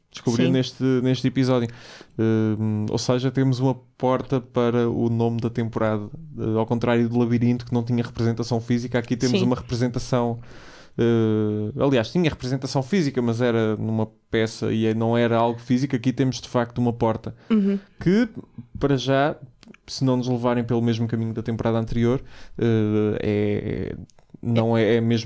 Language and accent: Portuguese; Aveiro, Portugal; Eu sou de Aveiro, porra.